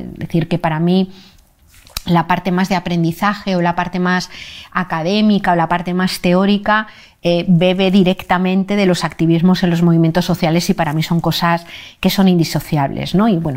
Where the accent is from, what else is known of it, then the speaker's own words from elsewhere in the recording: Madrid, Community of Madrid, Spain; born there; nací en Madrid hace 57 años. Desde hace como 3 años y medio vivo en un pueblecito muy pequeño de Cantabria.